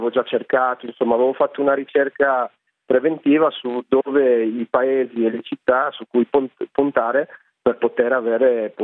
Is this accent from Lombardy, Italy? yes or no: yes; Voghera, Lombardy, Italy; also born or lived in Rovereto; Io sono nato a Rovereto, ma ho vissuto a Voghera